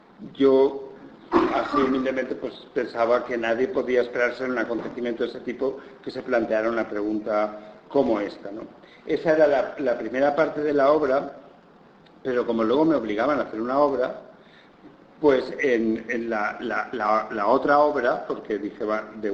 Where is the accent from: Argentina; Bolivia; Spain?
Spain; Benissa, Valencian Community; en un pueblecito al lado de mi pueblo, que es Benissa, en Alicante